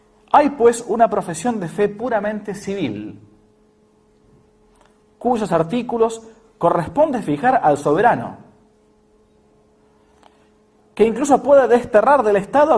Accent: Argentina; que en realidad era lo que uno ha mamado como argentino.

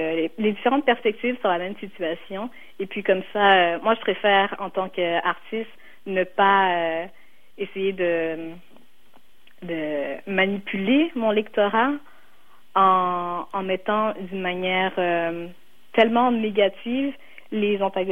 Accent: Laval, Quebec, Canada; Parce que, justement, moi, j'ai grandi à Laval

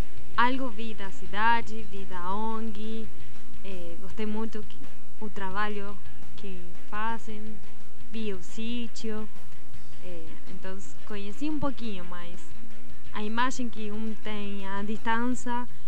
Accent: La Plata, Buenos Aires Province, Argentina; Portuguese is a second language; now in Belo Horizonte, Brazil; E eu sou de La Plata, perto de Buenos Aires, a capital do estado de Buenos Aires. Tem gente, 600 mil habitantes, mas não tanto como BH

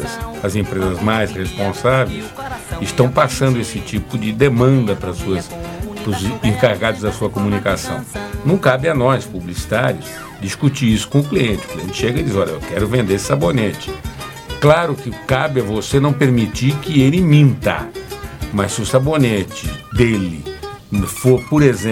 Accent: São Paulo, Brazil; Eu sou paulista, hein? Eu sou paulista.

